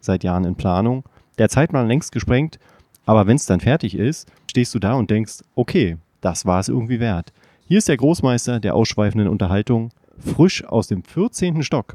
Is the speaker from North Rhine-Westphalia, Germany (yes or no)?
no; Berlin, Germany; Man hat aber als Berliner viel zu wenig hier zu tun, ne?